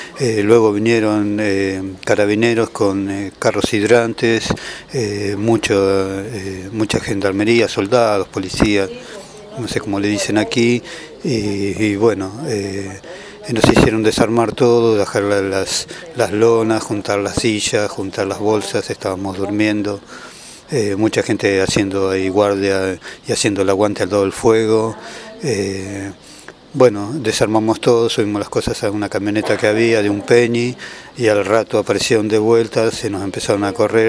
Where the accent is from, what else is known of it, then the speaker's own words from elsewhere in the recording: Mar del Plata, Buenos Aires Province, Argentina; vengo de Puerto Mapu, de la ciudad de Mar del Plata.